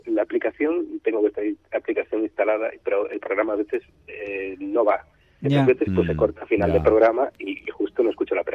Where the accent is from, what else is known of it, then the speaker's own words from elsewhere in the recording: Vigo, Galicia, Spain; Yo os he escuchado desde mi ciudad natal, desde Vigo.